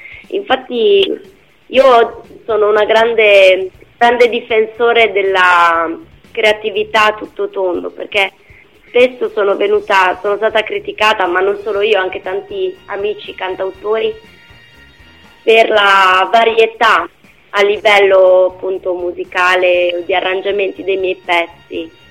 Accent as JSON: {"language": "Italian", "town": "Parma", "region": "Emilia-Romagna", "country": "Italy", "lives_now": "Modena, Italy", "said": "Sì. Sono di Parma."}